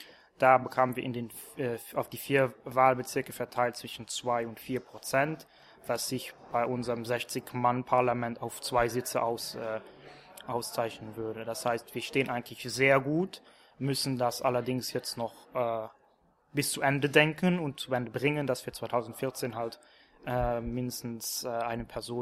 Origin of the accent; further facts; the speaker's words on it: Luxembourg; ich bin aus Luxemburg